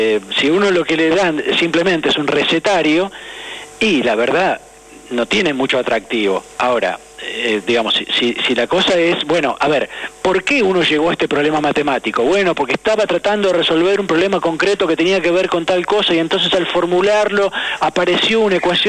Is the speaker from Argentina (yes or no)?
yes; San Miguel, Buenos Aires Province, Argentina; born there; Yo soy nacido en San Miguel, provincia de Buenos Aires